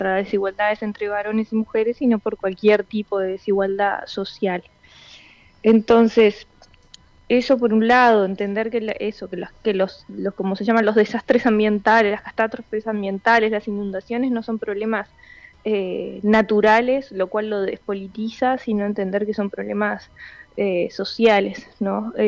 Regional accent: Montevideo, Uruguay; now in Salto, Uruguay; Yo soy de Montevideo y me acabo de mudar a Salto.

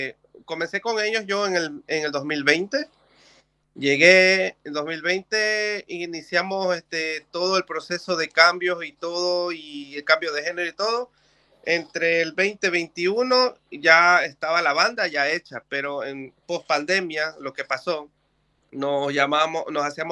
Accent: Ecuador; now in Barcelona, Spain; Bueno, yo realmente soy de Ecuador y yo vine acá por tener algo mucho mejor, pero sin dejar la música.

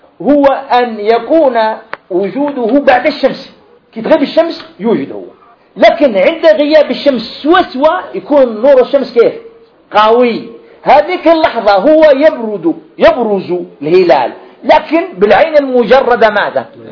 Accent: Algeria; هذا حصل عندنا في الجزائر هنا

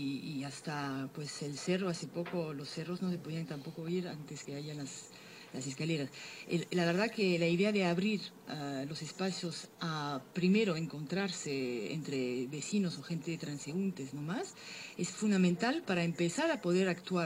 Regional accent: Paris, Île-de-France, France; also born or lived in Barcelona; now in Lima, Peru; yo vengo de Europa, donde vengo de París, que supuestamente es la ciudad del flaneur, del paseo.

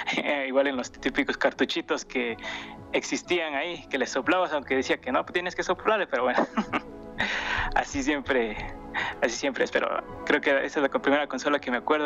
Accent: Riobamba, Chimborazo, Ecuador; Soy de Ecuador, de Riobamba, no sé si conozcan, es un pueblo chiquitito, pero bueno, yo soy de esa parte.

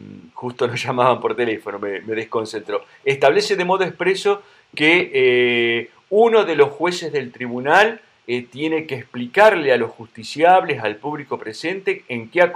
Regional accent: Río Negro, Argentina; Yo vengo de Río Negro, vos lo sabés

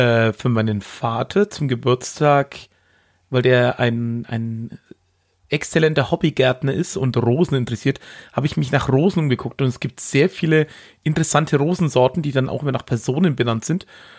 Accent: Höchstadt, Bavaria, Germany; Ich komme ja aus der Karpfenmetropole Höchstadt

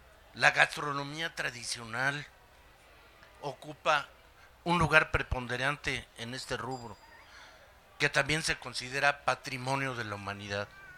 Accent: Mexico; saquemos el orgullo que como mexicanos nos resulta propio.

